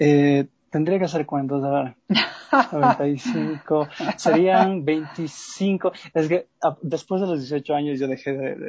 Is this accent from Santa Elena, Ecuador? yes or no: no; Quito, Pichincha, Ecuador; born there; Yo nací en Quito.